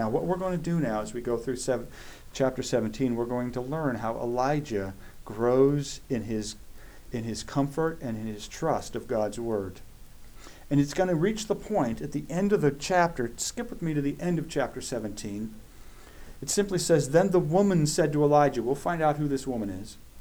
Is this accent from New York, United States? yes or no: no; California, United States; I grew up in Southern California.